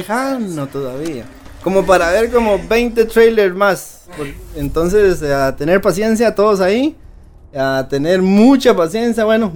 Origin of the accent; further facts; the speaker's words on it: Costa Rica; Para los que nos escuchan en otros países, bueno, sí, somos ticos.